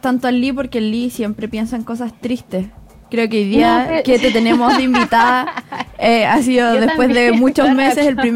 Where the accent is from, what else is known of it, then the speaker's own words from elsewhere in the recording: Quillota, Valparaíso, Chile; Mira, yo soy de una ciudad bastante curiosa. Soy de Quillota.